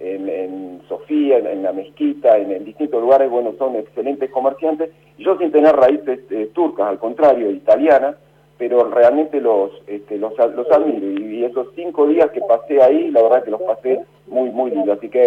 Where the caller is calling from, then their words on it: Barracas, Buenos Aires Province, Argentina; de Barraca.